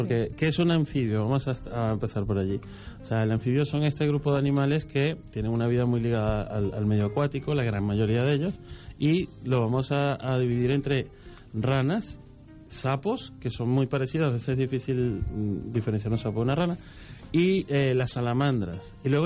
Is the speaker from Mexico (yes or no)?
no; Venezuela; aunque yo soy de Venezuela, mis padres hace unos años que ya viven en Panamá.